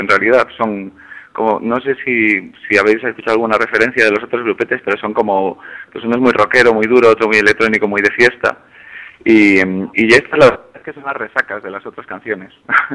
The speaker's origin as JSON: {"language": "Spanish", "town": "Ourense", "region": "Galicia", "country": "Spain", "said": "A mi tierra, a Ourense, eso es. El lugar con el índice de natalidad más bajo de España."}